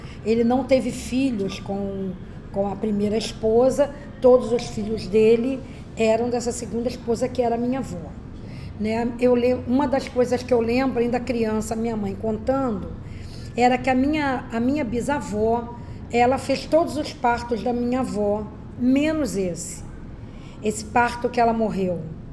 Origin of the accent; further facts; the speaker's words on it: Rio de Janeiro, Brazil; Então, eu sou portelense, porque todas nós fomos criadas ali na Portela.